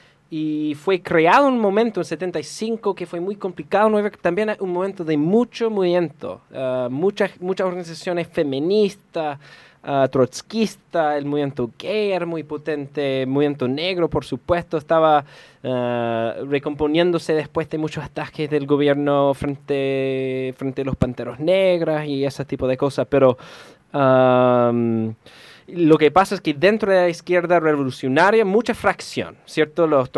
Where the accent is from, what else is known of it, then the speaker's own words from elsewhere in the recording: United States; Yo soy de Gringolandia.